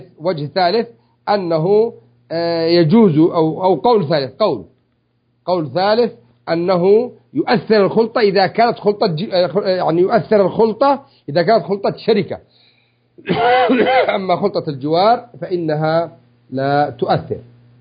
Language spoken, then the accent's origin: Arabic; Yemen; الجرين يسموه المجران، عندنا في اليمن يسموه مجران